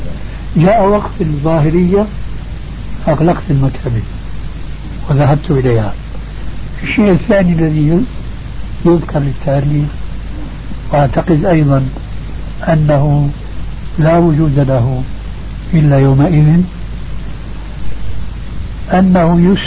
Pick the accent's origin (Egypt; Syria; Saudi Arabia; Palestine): Syria; Damascus, Damascus Governorate; كما يقال عندنا في دمشق